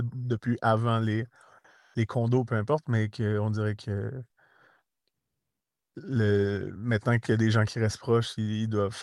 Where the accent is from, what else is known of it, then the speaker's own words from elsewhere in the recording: Quebec, Canada; vous êtes conscient qu'on vient du Québec, donc il y a quand même un 6 000 km